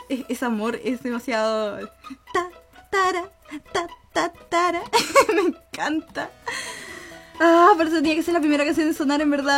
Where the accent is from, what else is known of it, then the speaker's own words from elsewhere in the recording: Chile; soy de Chile, entonces voy a estar usando muchos modismos chilenos